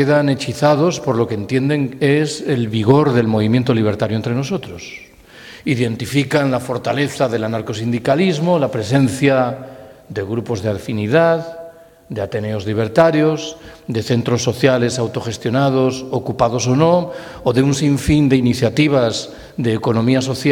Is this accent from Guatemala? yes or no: no; Galicia, Spain; Yo soy gallego, en el caso de Galicia esa población es Betanzos.